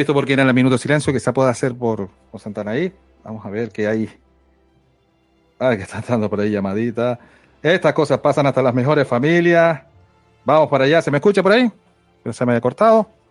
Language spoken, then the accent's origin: Spanish; Canary Islands, Spain; soy de Tenerife, de Canarias